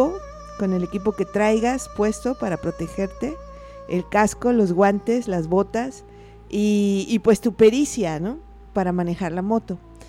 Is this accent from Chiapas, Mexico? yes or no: no; Tepic, Nayarit, Mexico; No, yo soy de Tepic.